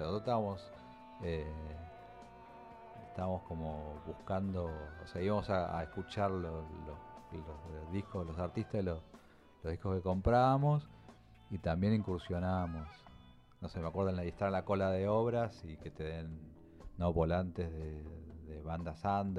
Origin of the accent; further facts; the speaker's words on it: Monte Grande, Buenos Aires Province, Argentina; Yo nací, o sea, viví en Monte Grande y vivo ahora vivo a 8 cuadras de la casa de mis padres, digamos, de casa paterna.